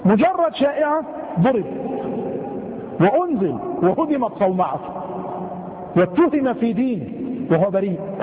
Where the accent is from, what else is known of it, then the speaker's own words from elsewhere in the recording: Mansoura, Dakahlia, Egypt; لما خرج بعض المغفلين خاصة عندنا في المنصورة